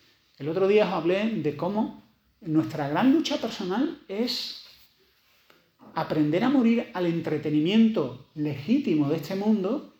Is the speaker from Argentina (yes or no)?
no; Spain; Además somos españoles, los españoles nos calentamos mucho.